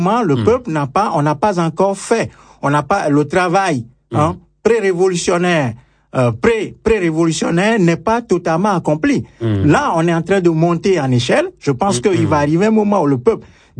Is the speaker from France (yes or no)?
no; Togo; Nous sommes des Togolais à l'étranger, nous souffrons, hein, le martyr.